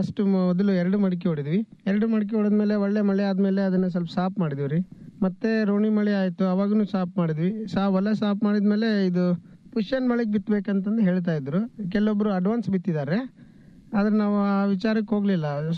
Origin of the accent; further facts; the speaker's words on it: Adapur, Karnataka, India; ನಮ್ಮ ಸ್ವಂತ ಊರು ಆದಾಪುರ್, ಲಿಂಗಸೂರು ತಾಲೂಕು, ಮುದಗಲ್ ಹೋಬಳಿ.